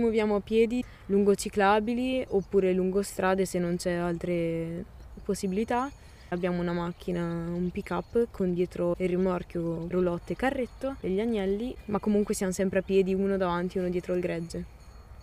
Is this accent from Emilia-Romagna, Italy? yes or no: no; Volano, Trentino-Alto Adige, Italy; sono cresciuta a Volano, quindi posto della viticoltura. Sono cresciuta in mezzo alle vendemmie, in mezzo alle persone che chiacchieravano.